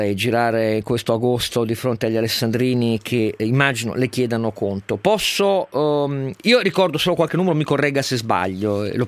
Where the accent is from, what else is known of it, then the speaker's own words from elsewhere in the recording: Piedmont, Italy; io sono piemontese e questo mi addolora